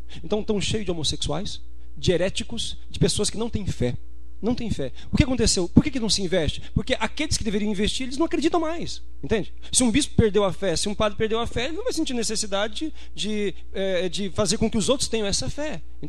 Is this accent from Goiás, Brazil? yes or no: yes; Anápolis, Goiás, Brazil; Eu sou de Anápolis.